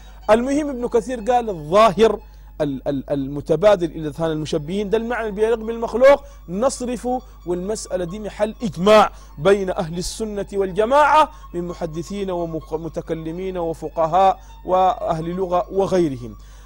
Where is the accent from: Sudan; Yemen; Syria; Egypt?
Sudan; البلد عندنا في السودان